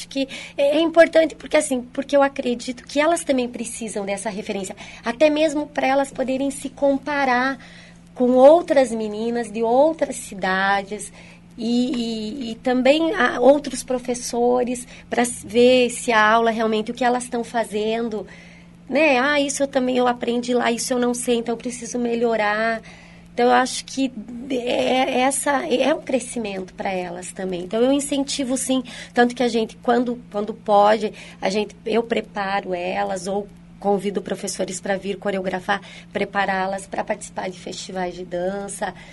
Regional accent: Francisco Beltrão, Paraná, Brazil; Minha cidade natal é Francisco Beltrão, interior do Paraná.

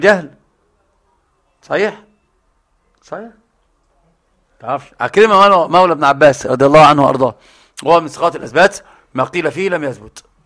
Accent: Egypt; يجعل تند المعلومة عندنا في مصر

